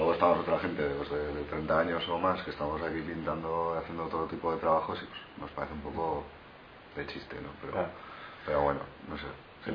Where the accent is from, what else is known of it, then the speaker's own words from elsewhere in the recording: Pamplona, Navarre, Spain; somos la mayoría, somos de aquí de Pamplona